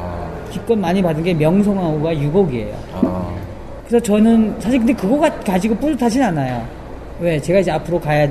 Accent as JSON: {"language": "Korean", "country": "North Korea", "lives_now": "South Korea", "said": "저는 우리 탈북자들이 이제는 정말 대한민국의 리더가 돼야 한다고"}